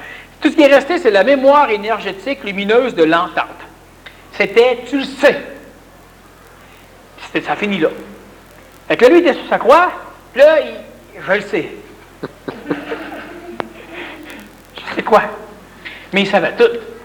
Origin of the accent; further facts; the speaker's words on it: Quebec, Canada; Moi, je suis un Québécois.